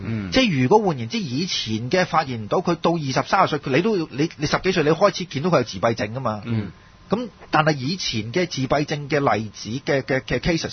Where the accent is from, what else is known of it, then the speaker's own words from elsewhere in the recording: China; 就正如我哋中國人講啊